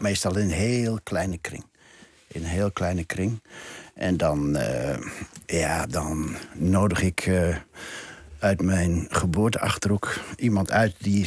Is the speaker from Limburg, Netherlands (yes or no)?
no; Gelderland, Netherlands; Dat is even een beetje de achterhoekconnectie waar ik vandaan kom.